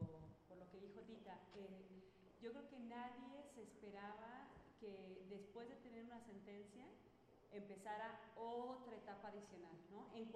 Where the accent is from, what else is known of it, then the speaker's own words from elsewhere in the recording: Mexico; Yo creo que como mexicanos también tenemos que voltear a ver a otras experiencias bien bonitas